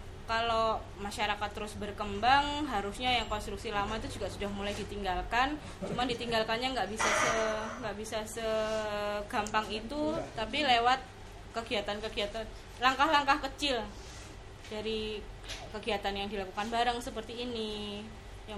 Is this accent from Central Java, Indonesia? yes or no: yes; Ambarawa, Central Java, Indonesia; seperti yang ronde itu saya kalau di saya kampung saya Ambarawa, Semarang.